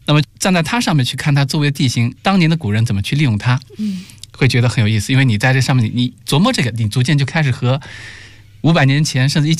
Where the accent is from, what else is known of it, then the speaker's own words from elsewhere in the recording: South China, China; moved away as an adult; now in Beijing, China; 大家好，我是一个南方人，1991年的时候到北京来上大学